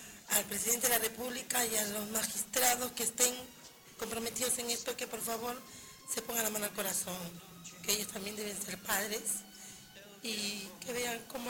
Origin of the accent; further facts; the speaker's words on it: Callao, Peru; also born or lived in Lima; En el Callao, toda mi vida. O sea, yo nací en Lima, pero tengo 52 años y vine en el Callao.